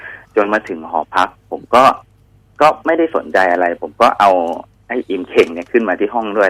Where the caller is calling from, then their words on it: Salaya, Nakhon Pathom, Thailand; ตอนนี้อยู่แถวศาลายาครับ